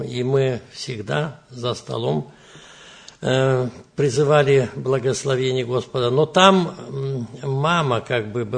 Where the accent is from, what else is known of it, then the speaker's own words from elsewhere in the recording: Brest Region, Belarus; Я родился здесь, в Белоруссии, в Брестской области, Драгичинский район, в сельской местности родился.